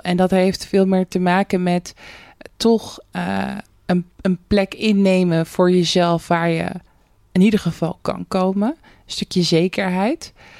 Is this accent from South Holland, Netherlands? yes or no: yes; Rotterdam, South Holland, Netherlands; En ik als Rotterdammer kan natuurlijk geen nee zeggen.